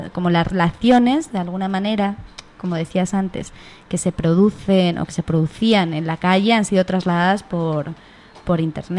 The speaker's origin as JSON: {"language": "Spanish", "town": "Madrid", "region": "Community of Madrid", "country": "Spain", "tie": "born or raised there", "said": "cuando empezaba a salir de pequeña por Madrid"}